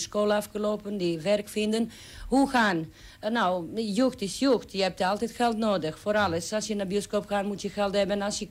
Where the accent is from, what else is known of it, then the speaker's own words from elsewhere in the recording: Serbia; Dutch is a second language; now in Netherlands; Ik kom uit Serbië, van stad, maar ik leef in een boerderijtje vlakbij stad.